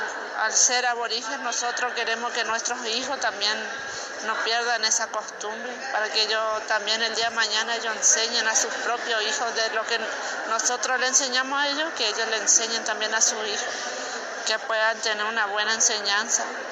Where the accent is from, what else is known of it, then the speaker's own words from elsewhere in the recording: Chaco, Argentina; first language Toba; Spanish is a second language; Nosotros somos del Chaco. Vinimos al 35 Encuentro de Mujeres.